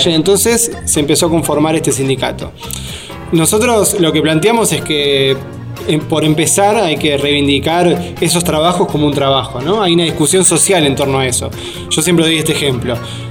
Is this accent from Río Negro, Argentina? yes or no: no; Ituzaingó, Buenos Aires Province, Argentina; born there; yo soy nacido en Ituzaingó, en el barrio Villa Irupé, pero tengo una conexión con esta zona porque mi mamá vino de España en el año 51 a vivir a este barrio.